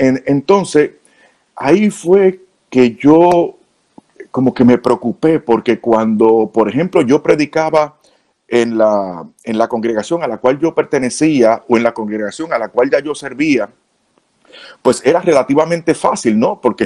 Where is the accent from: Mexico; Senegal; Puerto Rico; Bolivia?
Puerto Rico; O sea, yo soy puertorriqueño, como digo, sangre caliente y digo las cosas de frente.